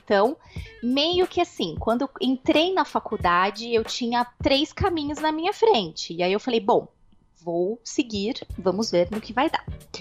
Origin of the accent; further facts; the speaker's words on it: São Paulo, Brazil; eu sou nascida e criada em São Paulo, capital. E eu só moro há quase um ano, ainda vai fazer um ano, daqui a um mês. Quase um ano no interior de São Paulo, mas eu sou nascida e criada aí em São Paulo.